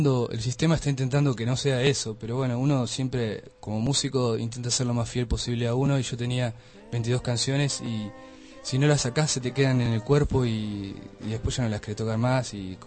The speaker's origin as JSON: {"language": "Spanish", "country": "Argentina", "said": "Soy argentino, más vale, pero..."}